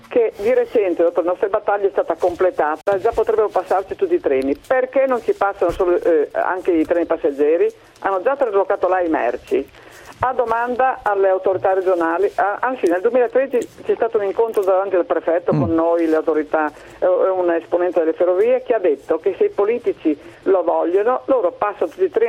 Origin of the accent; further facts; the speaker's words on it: Udine, Friuli-Venezia Giulia, Italy; Buongiorno, io sono di Udine.